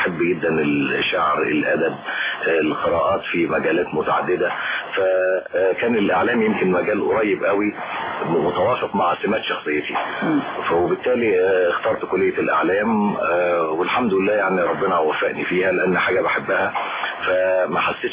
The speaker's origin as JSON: {"language": "Arabic", "town": "Cairo", "region": "Cairo Governorate", "country": "Egypt", "tie": "born or raised there", "said": "أنا نشأت في القاهرة في منطقة اسمها الحلمية الجديدة، وهي منطقة يعني جزء كبير منها شعبي"}